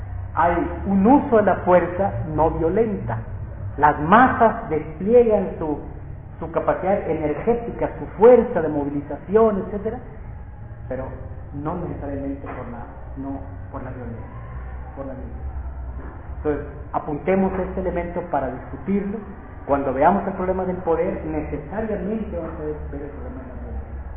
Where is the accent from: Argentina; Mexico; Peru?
Mexico; Sinaloa; yo soy de Sinaloa, y desde niños a nosotros, pues violencia y violencia, ¿no?